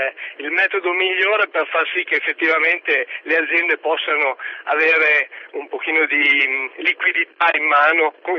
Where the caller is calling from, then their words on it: Parma, Emilia-Romagna, Italy; Sì, buongiorno, sono da Parma, non da Roma.